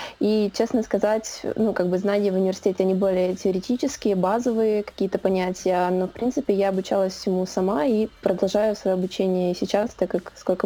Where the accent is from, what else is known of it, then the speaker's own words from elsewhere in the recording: Odesa, Odesa Oblast, Ukraine; now in Kyiv, Ukraine; Да, я проживаю в Киеве на данный момент. Сама я родом с Одессы.